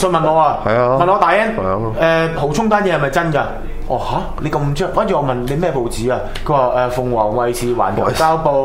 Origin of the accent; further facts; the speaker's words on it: Hong Kong; 我哋香港人唔會開呢啲店噶。